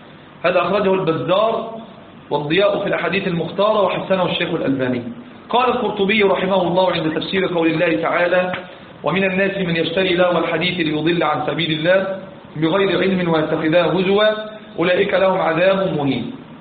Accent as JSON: {"language": "Arabic", "country": "Egypt", "said": "كان زمان عندنا في مصر"}